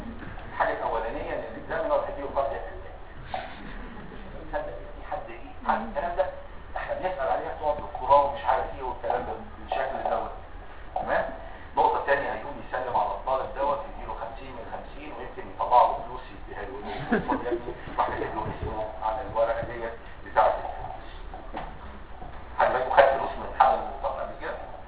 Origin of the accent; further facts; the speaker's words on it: Egypt; في دواء نزل سنه 2006 وهيكون عندنا في مصر ان شاء الله السنه الجايه 2009